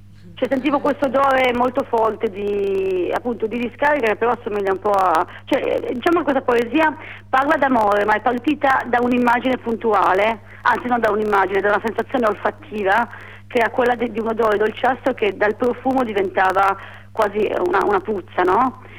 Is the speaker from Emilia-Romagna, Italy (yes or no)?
no; Turin, Piedmont, Italy; now in Milan, Italy; Sì, anzi in verità la mia città è Torino.